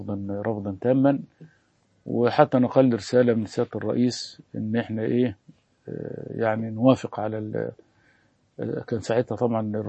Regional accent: Alexandria, Alexandria Governorate, Egypt; واحنا اساسا من اسكندريه

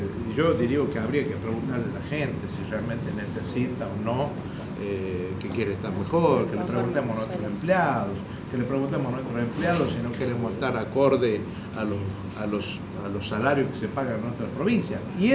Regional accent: La Rioja, Argentina; Pero nosotros como riojanos no podemos relegar esto que realmente le corresponde a los riojanos

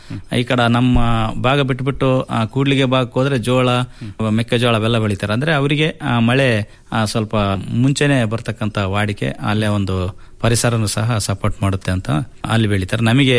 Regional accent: Konasagara, Karnataka, India; ಅಲ್ಲೇ ನಮ್ಮೂರಿನಲ್ಲೇ ಕೋನಸಾಗರದಲ್ಲಿ ಪ್ರಾಥಮಿಕ ಶಿಕ್ಷಣ ಎಲ್ಲ ಮುಗಿದ್ವಿ, ಹೈಸ್ಕೂಲ್ ಸಹ ಅಲ್ಲೇ.

